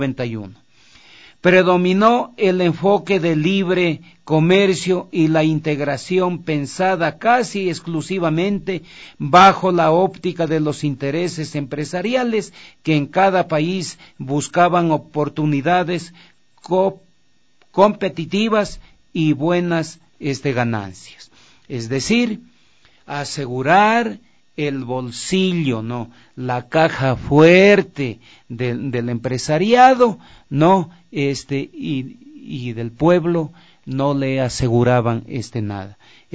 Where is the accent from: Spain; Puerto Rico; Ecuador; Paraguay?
Ecuador; Yo no he visto en mi país sector más pedigüeño que el sector empresarial, no. Los propósitos podían ser buenos, pero no eran reales. Ahí había todo un engaño al pueblo ecuatoriano para arrancar los dineros del gobierno de turno.